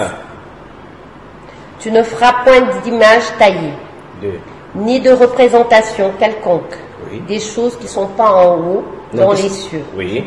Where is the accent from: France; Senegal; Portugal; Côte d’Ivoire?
Portugal; Fatima, Centro; parce qu'on est portugais de Fatima.